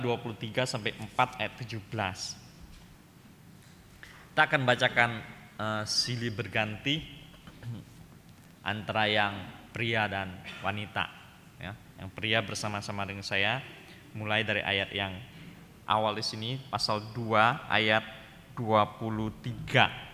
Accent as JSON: {"language": "Indonesian", "region": "Jambi", "country": "Indonesia", "said": "saya asalnya dari Jambi, ya, asalnya dari Jambi, dari Gereja Kristen Protestan Jambi."}